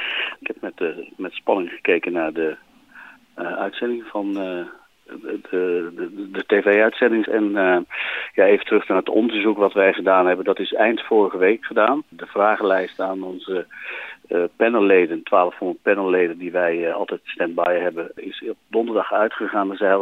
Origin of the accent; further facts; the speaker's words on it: North Brabant, Netherlands; En ik kom zelf uit Brabant, dus ik zie dat het daar ook gebeurt.